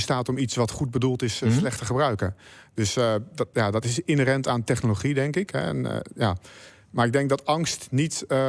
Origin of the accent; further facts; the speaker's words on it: Delft, South Holland, Netherlands; Ik ben zelf Delftenaar.